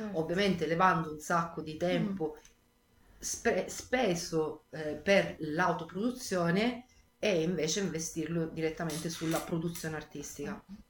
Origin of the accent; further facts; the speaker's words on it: Sicily, Italy; now in Florence, Italy; essendo siciliana ho avuto sempre un rapporto privilegiato col mare. Quando sono arrivata a Firenze c'è stato un attimino di stop in questo